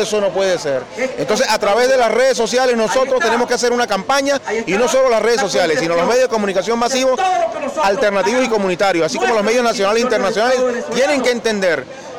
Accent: Venezuela; nosotros como venezolanos, verdaderos venezolanos, hijos de Bolívar, cuna de libertadores

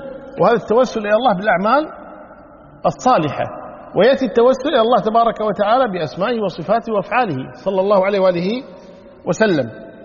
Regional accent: Kuwait; ونحن عندنا في الكويت هنا النساء شو يقولون؟

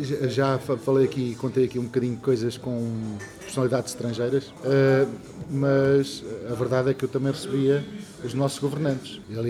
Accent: Valverde, Castelo Branco, Portugal; vamos arrancar mais para o Fundão, para a minha aldeia, que é Valverde

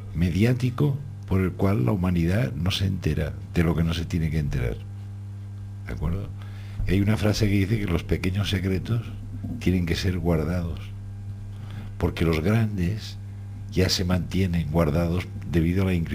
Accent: Spain; yo soy español y estoy en la verruga esa de Europa

